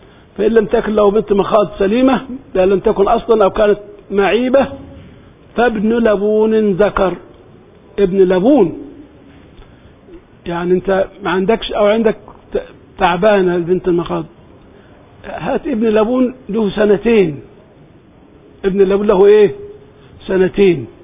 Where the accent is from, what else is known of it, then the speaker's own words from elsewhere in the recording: Egypt; برضو عندنا في مصر حتى من قديمه